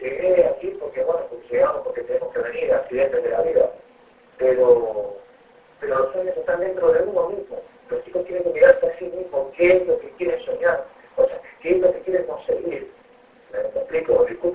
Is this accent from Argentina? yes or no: yes; Argentina; moved away; si salí de Argentina y yo en Argentina no tenía expectativas de nada